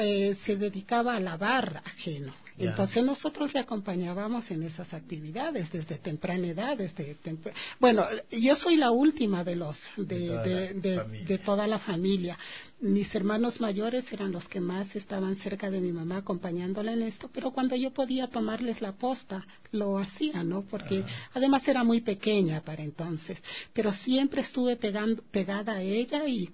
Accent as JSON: {"language": "Spanish", "town": "Quito", "region": "Pichincha", "country": "Ecuador", "tie": "born there", "said": "yo soy nacida aquí, en la ciudad de Quito, ¿no? Pero soy del Valle del Chota de corazón."}